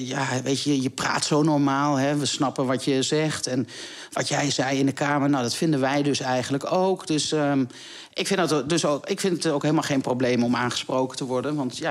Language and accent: Dutch; Deventer, Overijssel, Netherlands; Ik kom uit Deventer